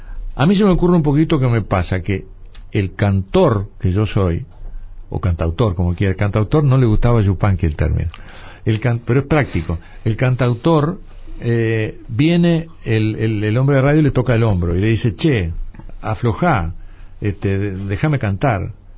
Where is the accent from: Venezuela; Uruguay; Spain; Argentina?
Uruguay; Soy un uruguayo desordenado.